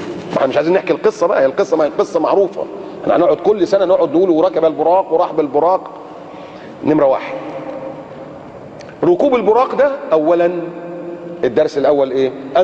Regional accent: Egypt; نحن كمصريين

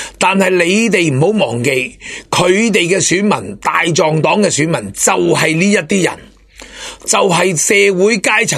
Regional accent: Hong Kong; 如果用我哋香港人嘅谐音，

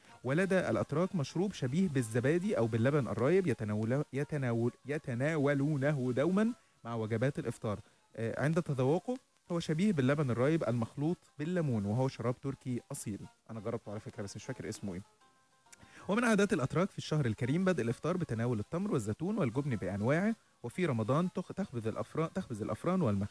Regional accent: Egypt; يعني المناسبات السعيدة عندنا في مصر نجوز في العيد

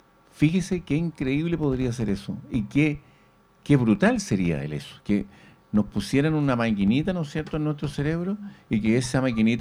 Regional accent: Chile; se da cuenta que qué importante es que nosotros como chilenos, en realidad, a veces estamos mal mirados nosotros mismos

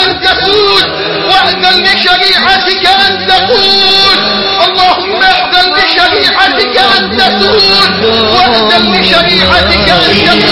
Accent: Egypt; اللهم ارزق بلدنا مصر حاكما ربانيا صالحا.

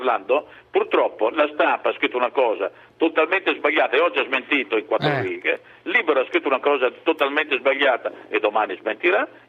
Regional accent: Verona, Veneto, Italy; perché vengo da una città, Verona. … di Verona.

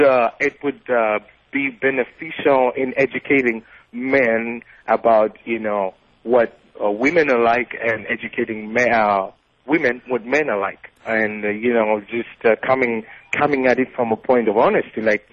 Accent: Uganda; now in United States; I'm originally from Uganda. I'm an international student in America, and I'm visiting a friend of mine in Brentwood.

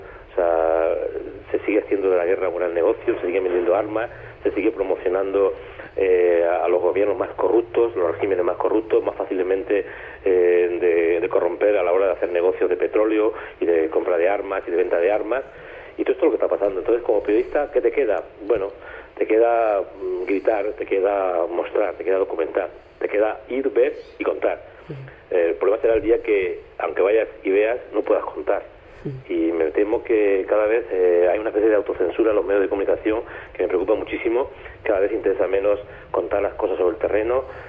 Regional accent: Spain; Me temo que en los últimos años, en mi país, España, los periodistas cada vez están más cerca del poder

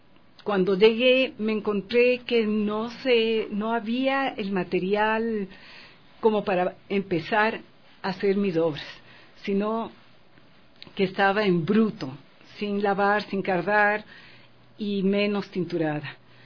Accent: Quito, Pichincha, Ecuador; Yo soy ecuatoriana, quiteña.

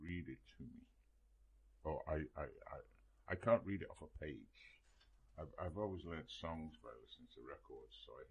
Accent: Liverpool, North West England, United Kingdom; just because I'm from Liverpool.

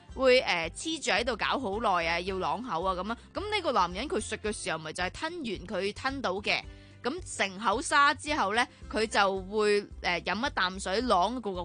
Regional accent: China; 同埋即系我哋中国人好多时候最多听

